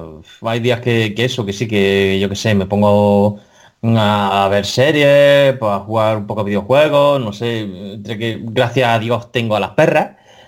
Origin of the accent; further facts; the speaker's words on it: Region of Murcia, Spain; Y porque soy murciano, por supuesto.